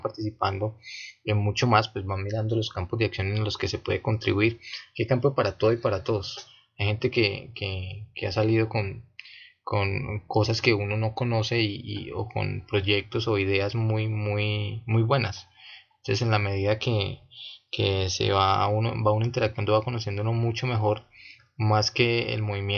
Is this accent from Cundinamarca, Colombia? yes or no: no; Villavicencio, Meta, Colombia; Villavicencio.